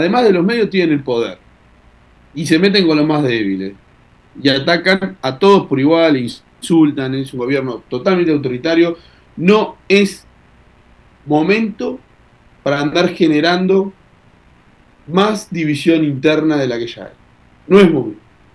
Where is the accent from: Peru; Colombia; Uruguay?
Uruguay; now in Argentina; cuál va a ser nuestro objetivo político como militantes uruguayos en la Argentina.